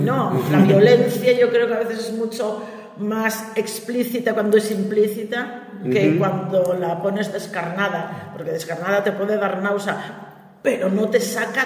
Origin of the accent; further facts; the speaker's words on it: Gijón, Asturias, Spain; Ni en la lancha de Cantelli, para los que somos de Gijón